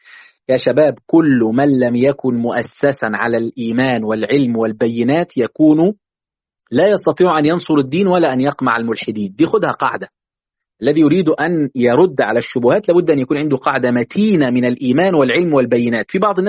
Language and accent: Arabic; Egypt; عندنا في مصر